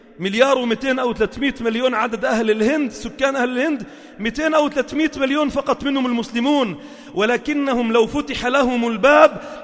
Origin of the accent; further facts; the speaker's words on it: Palestine; now in Lebanon; أنا الأصل من فلسطين وأسكن في لبنان.